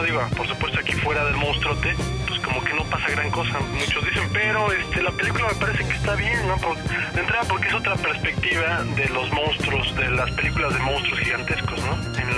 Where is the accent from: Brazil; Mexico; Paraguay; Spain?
Mexico; Culhuacán, Mexico City; hay zonas como Culhuacán, que de donde soy, que no son tan hippies, son más así como que más de baja calaña